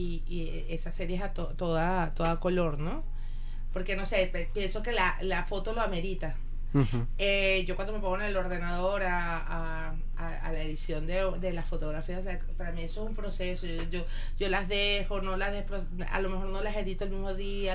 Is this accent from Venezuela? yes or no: yes; Venezuela; una serie que hizo en mi país, en Venezuela